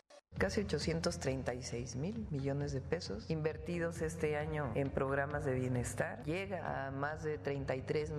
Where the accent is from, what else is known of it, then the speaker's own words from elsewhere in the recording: Mexico; Como somos los mexicanos.